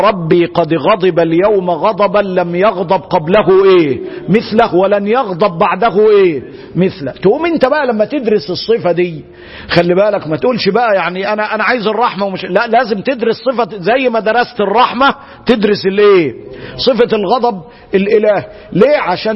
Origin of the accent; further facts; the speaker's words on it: Egypt; زي ما بيقولوا عندنا في مصر